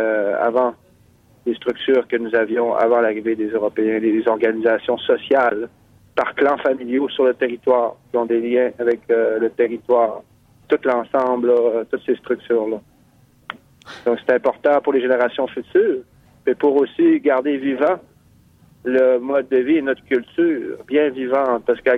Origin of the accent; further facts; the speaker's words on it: Mashteuiatsh, Quebec, Canada; On vient de Machtéouillat.